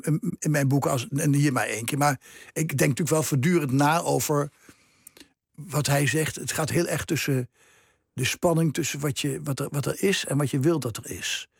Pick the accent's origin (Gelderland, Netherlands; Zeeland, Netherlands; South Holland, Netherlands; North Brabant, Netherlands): Gelderland, Netherlands; Nijmegen; moved away as an adult; Mijn geboorteplaats, die ik al heel lang geleden verlaten heb, toen ik 25 was.